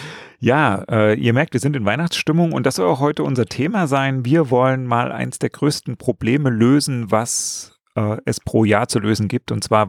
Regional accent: Berlin, Germany; weil das kennt man ja als Berliner.

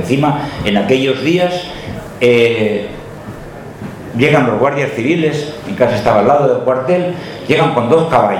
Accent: Gestalgar, Valencian Community, Spain; aunque mi tierra, concretamente mi pueblo, ese Gestalgar

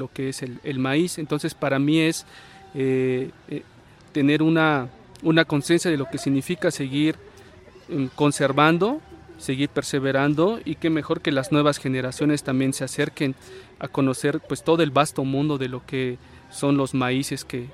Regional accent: Chiapas, Mexico; como chiapanecos o como mexicanos que somos

